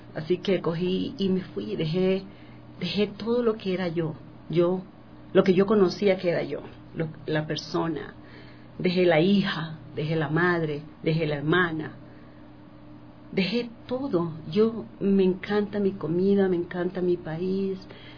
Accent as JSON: {"language": "Spanish", "town": "Guayaquil", "region": "Guayas", "country": "Ecuador", "moved": "as an adult", "said": "Así que decidí... me vine de Guayaquil a Quito."}